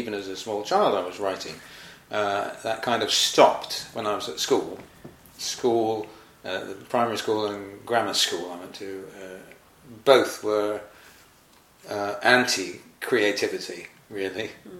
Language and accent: English; London, United Kingdom; moved away as an adult; now in Cornwall, United Kingdom; I was born in London and lived there, I suppose, until I went to college. I went to college in Reading and been trained to become a teacher. And then in 1972 I moved to Cornwall.